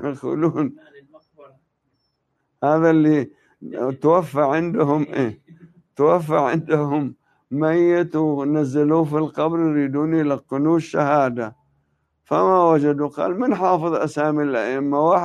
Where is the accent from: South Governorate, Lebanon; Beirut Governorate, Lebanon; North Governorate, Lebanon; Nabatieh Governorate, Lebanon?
Nabatieh Governorate, Lebanon; Tebnine; في الجبل كانت قلاع قليلة، والمعروف منها قلعة تبنين، هذه هي قريتنا